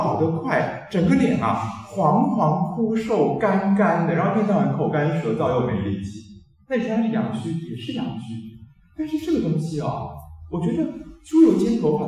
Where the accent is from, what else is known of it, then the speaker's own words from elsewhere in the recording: Taiwan; 因为像我们台湾这边用猪夫汤的家庭主妇啊